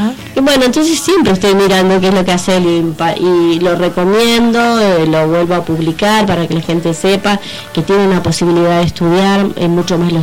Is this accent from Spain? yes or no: no; Hurlingham, Buenos Aires Province, Argentina; nosotros somos de Hurlingham.